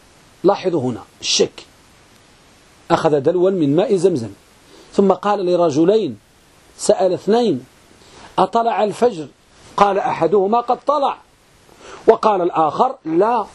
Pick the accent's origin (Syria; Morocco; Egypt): Morocco; ولا سيما أخص بلادنا المغرب